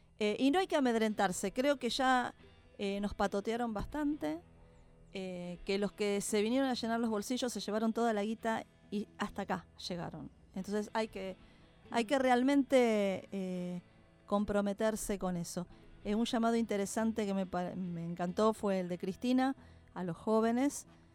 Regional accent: Argentina; como argentinos, vieron que los argentinos somos mitad llanto y mitad alegría

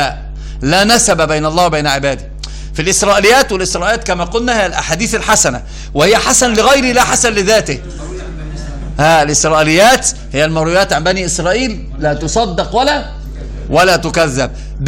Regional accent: Upper Egypt, Egypt; أنا صعيدي، عارف يعني إيش صعيدي؟

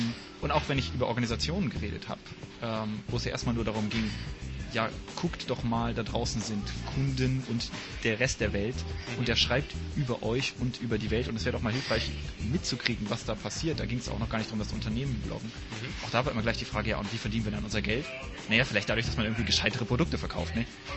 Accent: Luxembourg; aber wir sind beide in Luxemburg groß geworden.

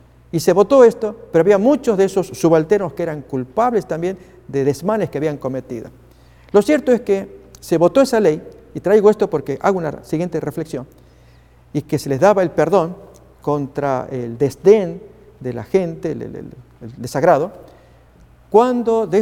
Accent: Argentina; Déjenme ilustrar este tema con una experiencia vivida en mi país, Argentina.

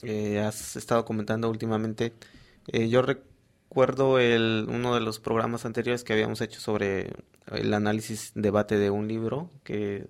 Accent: Mexico; se les ocurrió preguntarnos a nosotros como mexicanos que si nos parecía que había democracia

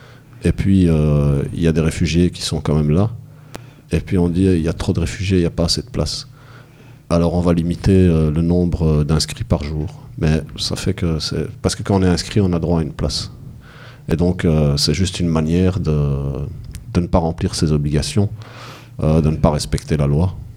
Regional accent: Belgium; Ah oui, mais bon, je suis belge, je suis à Bruxelles, je parle de ce que je connais le plus proche de moi.

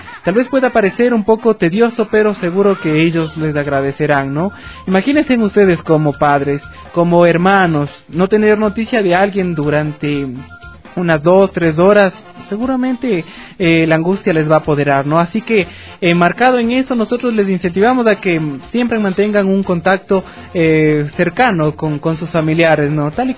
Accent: Ecuador; Y nosotros como ecuatorianos, por supuesto, podemos remediar cualquier problema del país

